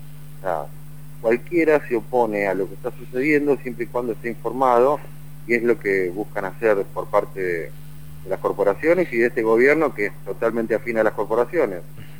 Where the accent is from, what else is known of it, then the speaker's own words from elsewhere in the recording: Argentina; somos todos los argentinos los que nos estamos alimentando a base de transgénicos